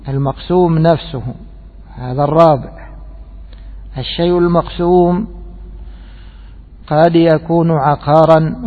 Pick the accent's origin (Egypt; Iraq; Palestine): Egypt; عندنا في بلدنا مصر يسمونه المجلس الحاسبي،